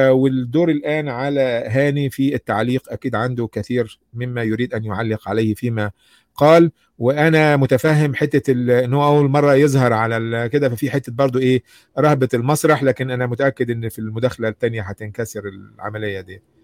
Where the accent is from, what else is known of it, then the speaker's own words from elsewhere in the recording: Egypt; مين أهل الذكر عندنا في مصر مثلا